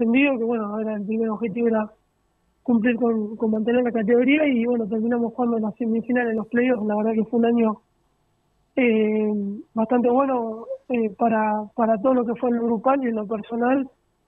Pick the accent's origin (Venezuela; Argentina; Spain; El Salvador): Argentina; Tandil, Buenos Aires Province; Sí, sí, soy de Tandil, sí.